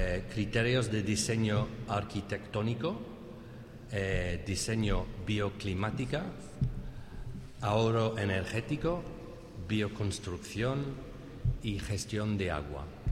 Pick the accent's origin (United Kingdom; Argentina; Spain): United Kingdom; England; accent: English; Spanish is a second language; Espero que entre mi acento inglés y el resfriado que tengo me podáis entender.